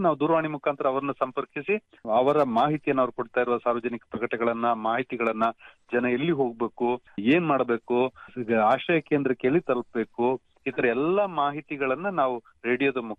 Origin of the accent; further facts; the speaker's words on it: Madikeri, Karnataka, India; ಮಡಿಕೇರಿ ನನ್ನ ಊರು, ಮಡಿಕೇರಿ ಆಕಾಶವಾಣಿಯಲ್ಲೂ ಕೆಲಸ ಮಾಡಿದ ಅನುಭವ ಇತ್ತು.